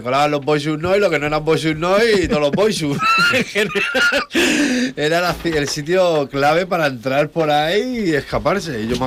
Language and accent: Spanish; Barcelona, Catalonia, Spain; porque yo soy de Barcelona.